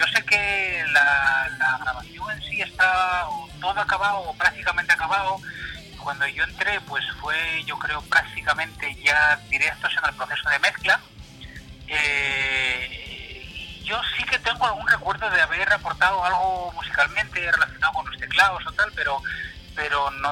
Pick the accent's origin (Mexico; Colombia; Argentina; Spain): Spain; Somos cada cual de un país, como que dice, hay francés, hay dos fineses, soy yo el español, hay, bueno, pues gente de todas partes, ¿no?